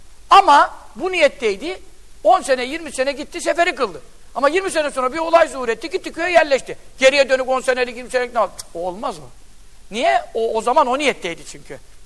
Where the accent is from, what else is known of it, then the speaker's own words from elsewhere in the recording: Yeğenli, Giresun, Turkey; Bizim köy, Görele Yeğenli köyündenim ben. Ben çocukken de gidiyordum.